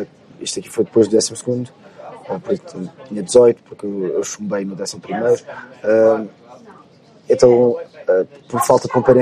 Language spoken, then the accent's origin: Portuguese; Portugal; also born or lived in South Africa; eu cresci, estive a morar na África do Sul, quando era mais novo. O meu irmão mais novo nasceu lá. E depois, quando nós voltamos para Portugal, no quinto ano